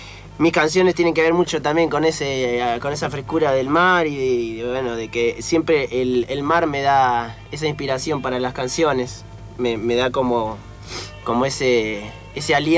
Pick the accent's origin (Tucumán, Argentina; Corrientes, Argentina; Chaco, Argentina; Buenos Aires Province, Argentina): Buenos Aires Province, Argentina; Mar del Plata; Y viví casi 20 años.